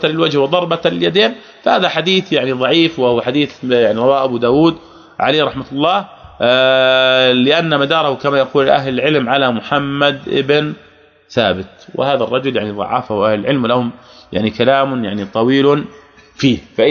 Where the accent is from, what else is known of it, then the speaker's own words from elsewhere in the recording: Jordan; ولذلك عندنا يعني عوام عندنا في الأردن